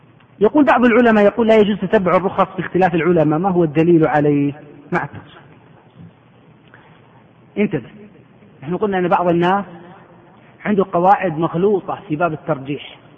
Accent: Saudi Arabia; العقوبة عندنا في السعودية 6 أشهر سجن وفصل من العمل

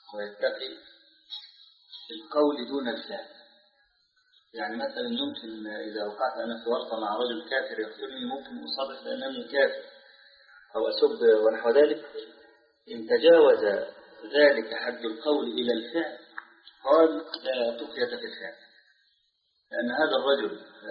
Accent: Egypt; هنا بعض الشباب عندنا في مصر نشر رسالة

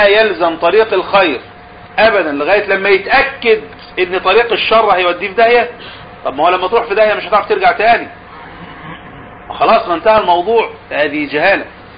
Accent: Egypt; وحصلت الزلزلة اللي حصلت من كام سنة ديت عندنا في مصر

